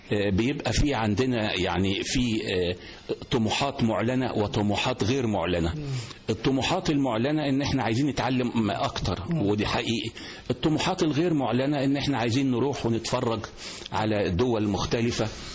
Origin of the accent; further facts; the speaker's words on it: Egypt; moved away as an adult; now in United Kingdom; أنا متابع مصري لمصر كويس جدا، لأن أنا باجي مصر تقريبا يمكن مرة كل شهر أو مرة كل شهرين، بقعد فترة صغيرة.